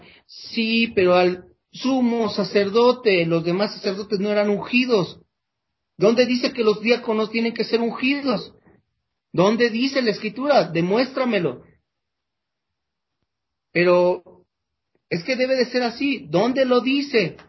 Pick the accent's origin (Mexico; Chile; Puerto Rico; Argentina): Mexico; Nosotros los mexicanos somos, hablamos el castellano, y no porque hablamos el castellano sabemos de palabras castellanas.